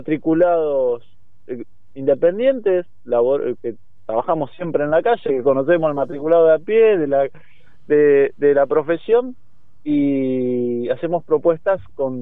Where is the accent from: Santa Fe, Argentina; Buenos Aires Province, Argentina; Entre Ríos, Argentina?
Buenos Aires Province, Argentina; General Alvarado; yo voy de candidato a presidente, soy de General Alvarado